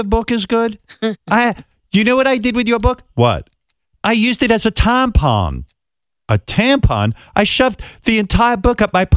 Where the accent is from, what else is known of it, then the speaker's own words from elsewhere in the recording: United Kingdom; We're British. We don't go to the beach. We're pale. We look like vampires.